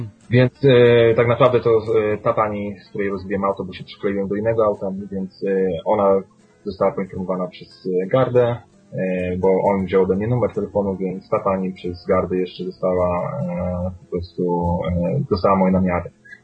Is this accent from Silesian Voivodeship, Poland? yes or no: no; Łódź, Łódź Voivodeship, Poland; ja jestem łodzianinem i po prostu jestem z dzielnicy takiej, gdzie miałem styczność z policją